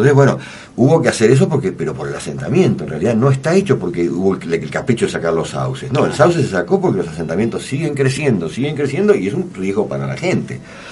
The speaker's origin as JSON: {"language": "Spanish", "town": "Martínez", "region": "Buenos Aires Province", "country": "Argentina", "tie": "born or raised there", "said": "Lo viví en el barrio que vivía cuando era chico, en Martínez, se volvió una monstruosidad"}